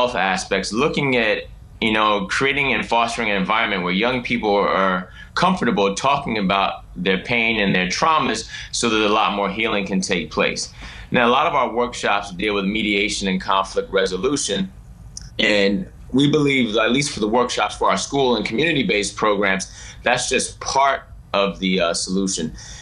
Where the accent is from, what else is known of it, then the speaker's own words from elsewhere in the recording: Brooklyn, New York, United States; moved away as an adult; Well, I grew up in Brooklyn in the 80s and 90s